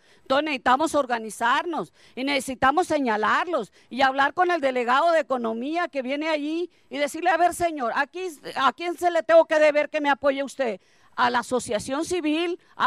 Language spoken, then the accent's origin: Spanish; Ures, Sonora, Mexico; hay que comportarnos dignamente también como mexicanos, como urenses